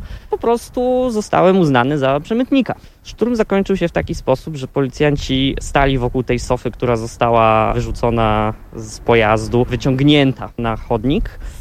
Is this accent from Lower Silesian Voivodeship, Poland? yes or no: yes; Zgorzelec, Lower Silesian Voivodeship, Poland; now in Görlitz, Germany; Pochodzę ze Zgorzelca, obecnie mieszkam wraz z rodziną w Görlitz.